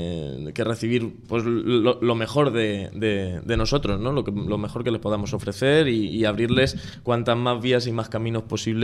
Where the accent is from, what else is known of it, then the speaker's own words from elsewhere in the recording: Alcázar de San Juan, Castilla-La Mancha, Spain; now in Madrid, Spain; Yo no, yo soy de Alcázar, yo soy manchego. Yo soy manchego. De Alcázar de San Juan, pero llevo ya 3 años en Usera.